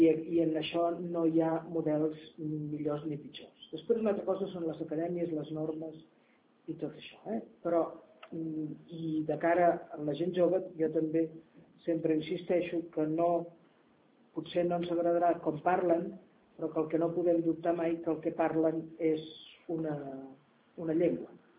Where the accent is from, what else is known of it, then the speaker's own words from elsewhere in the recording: Masquefa, Catalonia, Spain; perquè és que sóc de Masquefa, que és un poble.